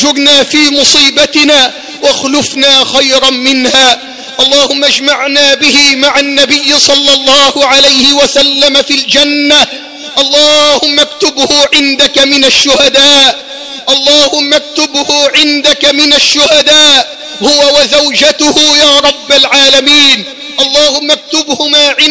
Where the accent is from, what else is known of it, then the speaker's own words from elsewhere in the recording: Egypt; اللهم احفظ بلدنا مصر من كل سوء